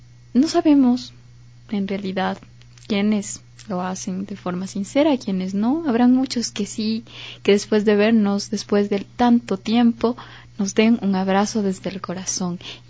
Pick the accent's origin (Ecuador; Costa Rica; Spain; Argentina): Ecuador; algo que hemos construido como ecuatorianos, como nos caracteriza nuestro ser social ecuatoriano.